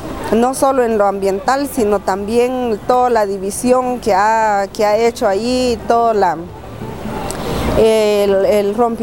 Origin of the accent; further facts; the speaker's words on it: Guatemala; soy de Guatemala, miembro de Huaquipquej